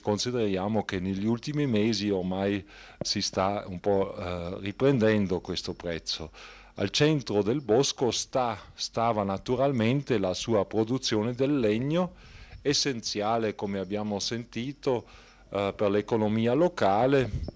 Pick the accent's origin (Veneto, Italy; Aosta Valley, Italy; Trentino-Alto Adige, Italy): Trentino-Alto Adige, Italy; Brixen; non posso dire poiché io sono di Bressanone.